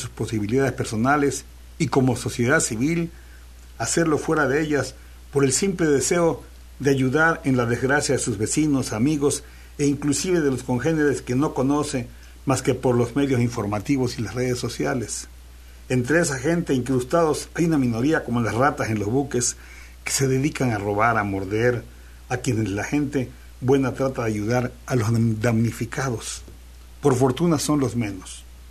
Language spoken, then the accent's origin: Spanish; Mexico; Es lo menos que puede hacer por un pueblo especial como el mexicano, que nosotros, el pueblo, formamos la patria y que la patria es primero.